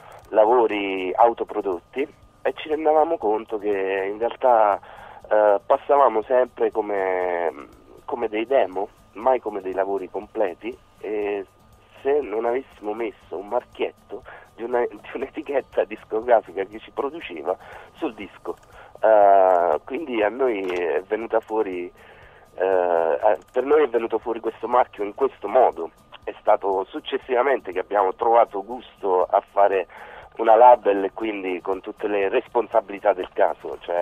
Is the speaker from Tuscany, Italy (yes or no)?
no; Campania, Italy; Noi siamo della provincia di Avellino.